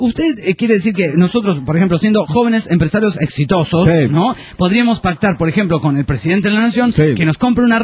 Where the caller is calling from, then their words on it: Olavarría, Buenos Aires Province, Argentina; Bueno, hola … Esto es en Olavarría.